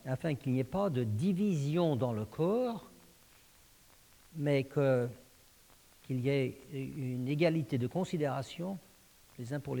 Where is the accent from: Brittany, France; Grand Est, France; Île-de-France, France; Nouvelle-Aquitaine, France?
Île-de-France, France; Paris; born there; Moi, je suis né en France, à Paris, et ma nationalité est française